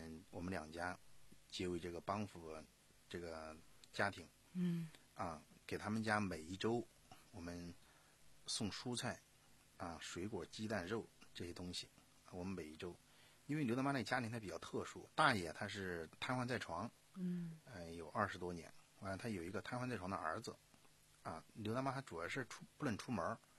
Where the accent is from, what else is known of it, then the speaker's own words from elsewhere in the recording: Sichuan, China; 啊，从一个我四川呀、啊，在大巴山，川东地区属于大巴山，啊，这个走出来的